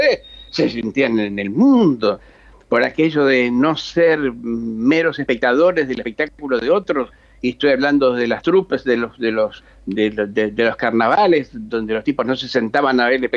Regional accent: Rocha, Uruguay; En mi caso de Rocha

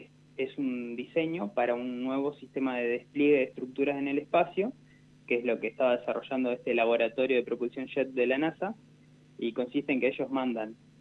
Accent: Gualeguaychú, Entre Ríos, Argentina; now in Rosario, Argentina; Yo vengo de Gualeguaychú, Entre Ríos. Somos 6 hermanos y fuimos yendo de a uno a Rosario a estudiar en la universidad pública.

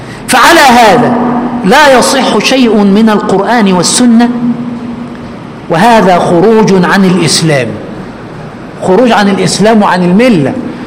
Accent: Egypt; كما نقول كمصريين

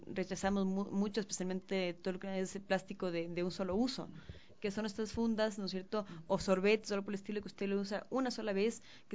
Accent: Ecuador; nosotros como ecuatorianos somos una cultura que consume

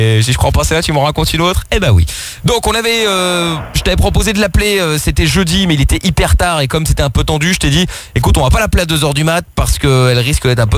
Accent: Belgium; born there; Alors je travaille en France, donc je suis pour la France, mais je suis né en Belgique, donc je suis pour la Belgique, mais à côté de ça je suis portugais, donc je suis pour le Portugal.

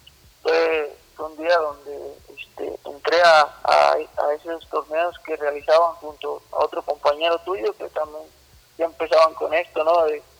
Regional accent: Michoacán, Mexico; soy de Michoacán, una tierra muy bonita en todos los aspectos

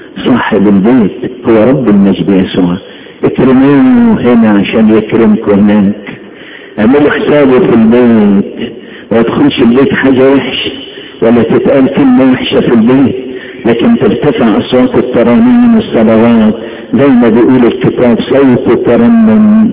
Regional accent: Upper Egypt, Egypt; بيسموها الصعيده ليبر او مسله، عارفين الليبر ولا انا صعيدي بس؟

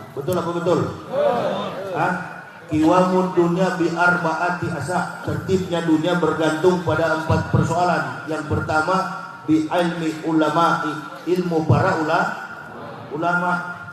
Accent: North Sulawesi, Indonesia; Saya orang Manado, saya dari kecil suka ngolok-ngolok

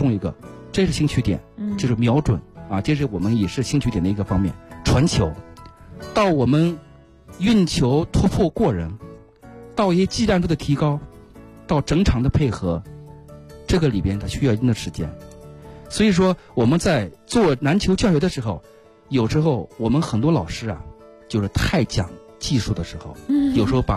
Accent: China; 我们中国人实际上对这个极限运动也好，

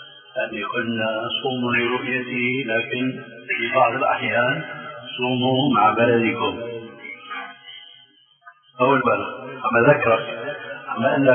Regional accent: Damascus, Damascus Governorate, Syria; حيمكن هو كما يقولون عندنا في الشام

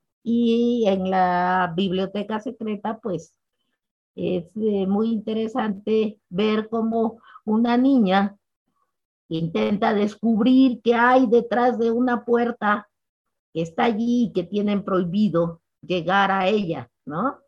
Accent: Oaxaca, Mexico; Yo soy de Oaxaca y vivo en Oaxaca desde hace ya muchos años y estoy muy feliz de estar en esta ciudad que me parece maravillosa.

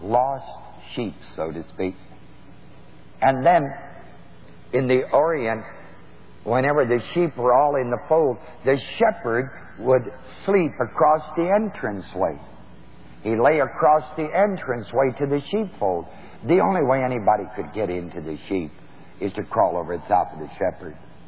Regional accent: New Knoxville, Ohio, United States; I think Dr. L.H. Kunst, under whom I was raised in New Knoxville, was a man of God.

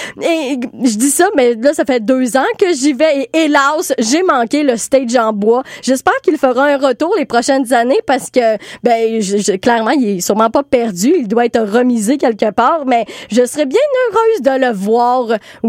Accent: Trois-Rivières, Quebec, Canada; moi, ça me rappelait ma jeunesse. Parce que à Trois-Rivières, je viens de Trois-Rivières

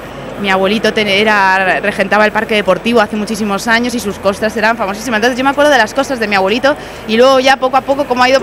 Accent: Elche, Valencian Community, Spain; yo soy de Elche de toda la vida

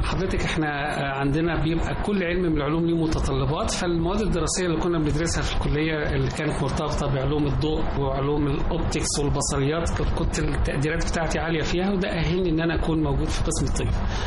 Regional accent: Shubra El Kheima, Qalyubia, Egypt; انا من شبرا الخيمه

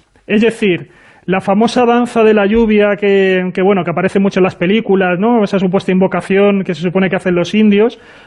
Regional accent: Community of Madrid, Spain; now in Castilla-La Mancha, Spain; yo soy madrileño, pero bueno

